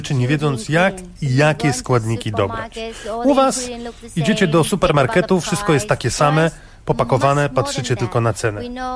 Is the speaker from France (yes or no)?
no; Central Vietnam, Vietnam; W środkowej części kraju, skąd pochodzę, są jeszcze wpływy francuskie.